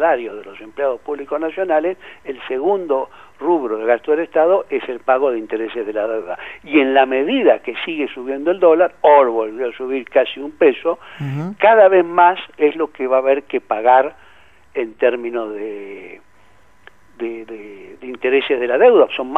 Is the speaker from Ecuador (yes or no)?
no; Argentina; el resto de los argentinos, los que no somos acreedores del Estado